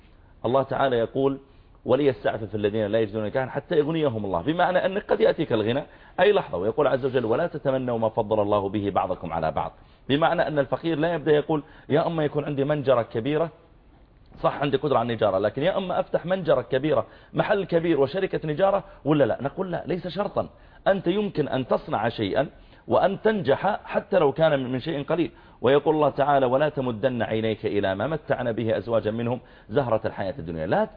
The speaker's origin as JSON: {"language": "Arabic", "country": "Saudi Arabia", "said": "احنا نحمد الله تعالى عندنا في السعوديه التعليم بالمجان"}